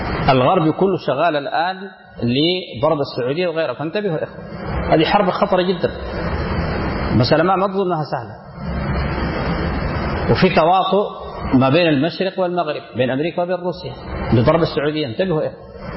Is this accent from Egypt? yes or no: no; Sudan; من المشهور عندنا في السودان